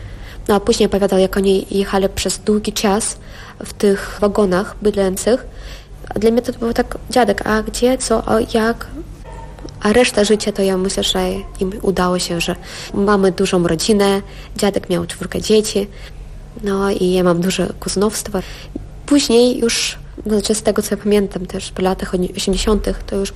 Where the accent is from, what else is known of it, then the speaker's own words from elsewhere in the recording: Kazakhstan; also born or lived in Kyrgyzstan; Ja sobie uświadomiłam, że jestem Polką w wieku 8-9 lat. Wtedy, kiedy przyjechaliśmy z Kirgizji do Kazachstanu i ja znalazłam się w polskiej wiosce, gdzie mieszkali moi dziadkowie. Urodziłam się w Kirgizji, chociaż moi rodzice i dziadkowie mieszkali w Kazachstanie.